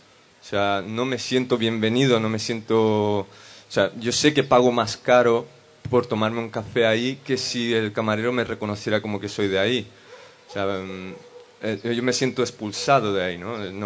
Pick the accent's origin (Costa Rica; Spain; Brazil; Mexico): Brazil; São Paulo; Spanish is a second language; Yo vengo de São Paulo, en Brasil, que es una ciudad que tiene una imagen súper mala